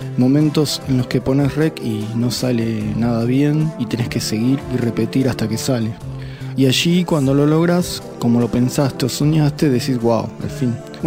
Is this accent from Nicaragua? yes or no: no; Quilmes, Buenos Aires Province, Argentina; also born or lived in Caleta Olivia / Río Gallegos; Nací en Capital Federal, pero me crié en Quilmes y en la Patagonia, en las ciudades de Caleta Olivia y Río Gallegos, provincia de Santa Cruz.